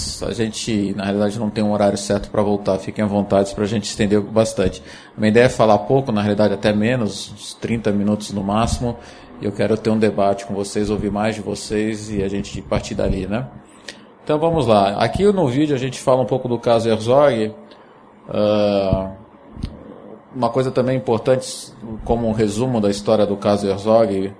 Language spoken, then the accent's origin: Portuguese; Brazil; also born or lived in London, United Kingdom; Eu e meu irmão nascemos em Londres, e quando a gente volta para o Brasil